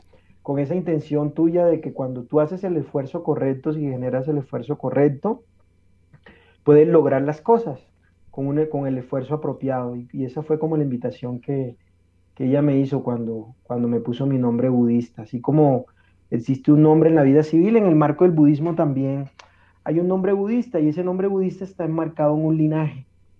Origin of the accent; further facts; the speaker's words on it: Colombia; born there; Yo soy colombiano de nacimiento, muy, muy orgulloso de haber nacido en este hermoso país